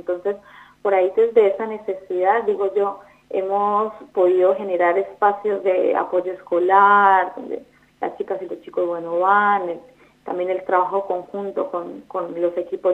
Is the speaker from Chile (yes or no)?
no; Colombia; now in Argentina; soy de Colombia, sí, me agarraste ahí la ficha, Juan Pablo, soy de Colombia, no soy argentina, pero bueno, llegué a este país en el 2017, en búsqueda un poco de mejor calidad de vida.